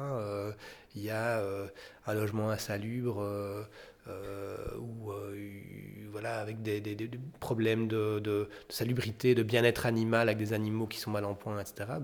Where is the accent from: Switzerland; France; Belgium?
Belgium; Lustin, Wallonia; Moi, en particulier, je viens de Lustin. Lustin, c'est un village qui dort jamais, quoi